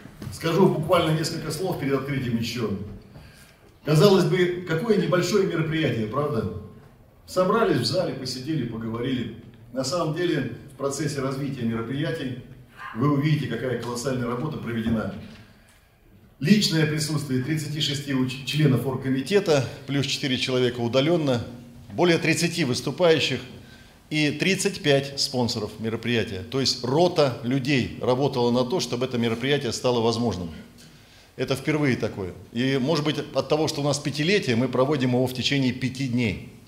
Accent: Novosibirsk Oblast, Russia; почти у меня на родине в Новосибирске

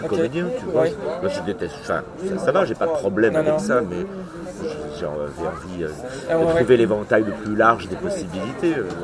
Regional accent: Cherbourg, Normandy, France; born there; Je suis né à Cherbourg. J'y ai jamais vécu.

